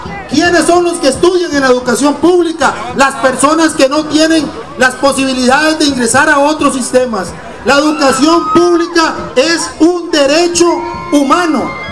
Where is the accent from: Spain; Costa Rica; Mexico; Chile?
Costa Rica; Reconocemos hoy este espacio como una fiesta que nos permite como personas costarricenses estar aquí en libertad.